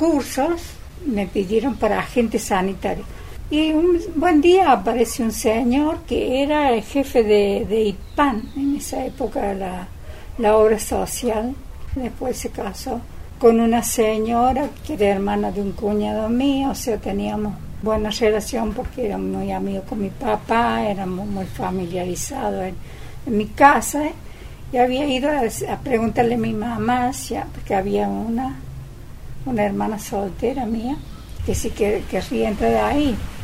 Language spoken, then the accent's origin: Spanish; Mina Clavero, Córdoba, Argentina; born there; Yo nací en Mina Clavero. Después, cuando me casé, mi esposo había alquilado una casita en San Huberto, y ahí vivimos 10 años en esa casita.